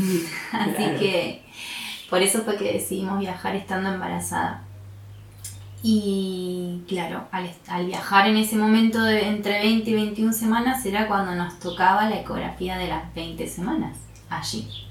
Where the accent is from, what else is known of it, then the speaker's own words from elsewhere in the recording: La Plata, Buenos Aires Province, Argentina; yo soy de La Plata, soy de La Plata, nací en La Plata